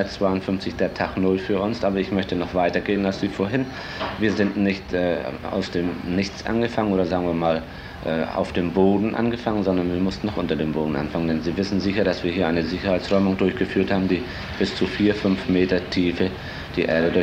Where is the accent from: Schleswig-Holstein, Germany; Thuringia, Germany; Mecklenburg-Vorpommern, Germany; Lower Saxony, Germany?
Schleswig-Holstein, Germany; Heligoland; born there; Ich bin geboren auf Helgoland nach dem Ersten Weltkrieg und stamme väterlicherseits und mütterlicherseits von alteingesessenen Helgoländer Familien ab.